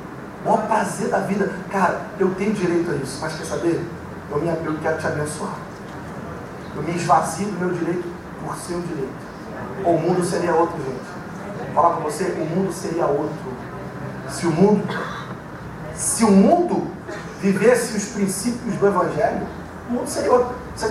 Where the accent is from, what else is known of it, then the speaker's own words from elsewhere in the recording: São Gonçalo, Rio de Janeiro, Brazil; Eu aqui, de árvore inteira, que eu sou de São Gonçalo. Tinha muita árvore na minha época lá.